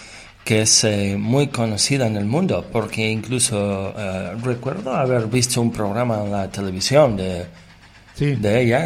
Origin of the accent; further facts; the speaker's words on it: Argentina; Yo que soy argentino, que ya prácticamente vivimos toda la mierda que nos pueden echar en este planeta.